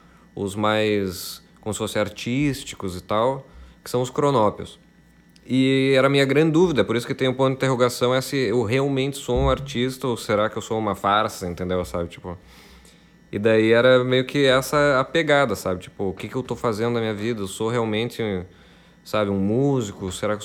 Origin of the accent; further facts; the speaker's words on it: Passo Fundo, Rio Grande do Sul, Brazil; moved away as an adult; now in Porto Alegre, Brazil; ele fala muito sobre a cidade da onde eu vim, que é Passo Fundo, né? A cidade onde eu cresci e tal, e fui embora dela com 19 anos para mudar Porto Alegre.